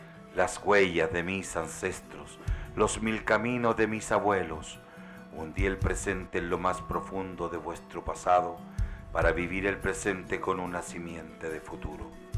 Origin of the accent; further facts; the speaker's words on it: Chile; en esto que nos toca vivir como todos chilenos, en nuestras fiestas patrias.